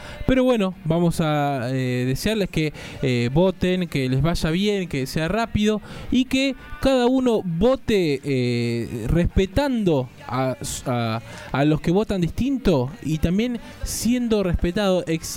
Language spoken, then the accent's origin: Spanish; Argentina; porque somos todos argentinos